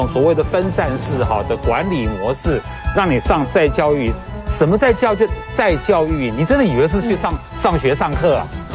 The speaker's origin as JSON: {"language": "Chinese", "country": "Taiwan", "said": "还有未来我们台湾人该怎么办？"}